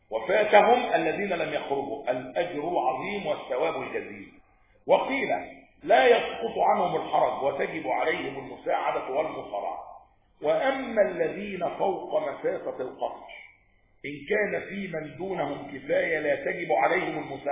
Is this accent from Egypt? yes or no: yes; Egypt; أقرب الحروب التي حدث فيها جهاد الدفع في بلدنا مصر